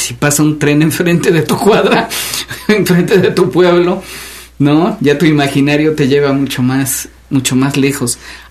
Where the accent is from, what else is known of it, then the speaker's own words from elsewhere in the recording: Xalapa, Veracruz, Mexico; born there; Yo nací en Jalapa, pero cuando nací en la ciudad, no, es que entonces casi era un pequeño pueblo, ¿verdad?